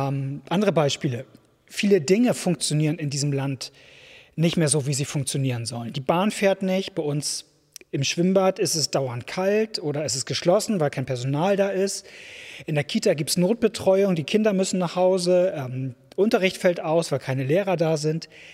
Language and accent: German; Hamburg, Germany; ist so eine Gewissheit, die mir als Hamburger leider in den letzten Jahren abhanden gekommen ist